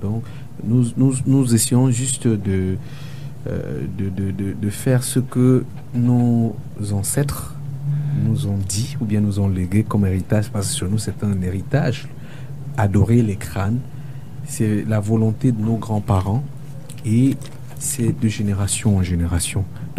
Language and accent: French; West, Cameroon; Je suis ressortissant de l'Ouest, donc nous avons notre culture, nous avons nos traditions